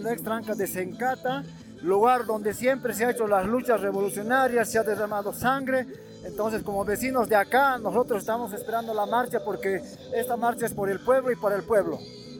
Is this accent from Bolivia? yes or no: yes; Bolivia; aquí se puede ver el sentimiento que estamos unidos como bolivianos hoy más que nunca